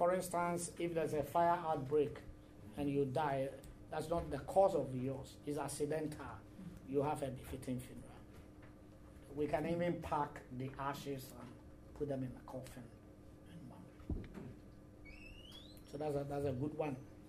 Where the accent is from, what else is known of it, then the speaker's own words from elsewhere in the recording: Ashanti, Ghana; I come from Ashanti region.